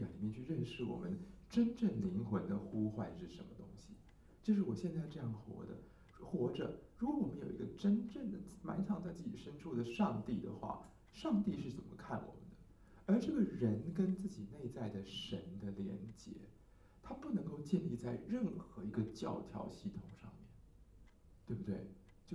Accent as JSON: {"language": "Chinese", "country": "Taiwan", "said": "我们台湾人的说法说比较有 feel"}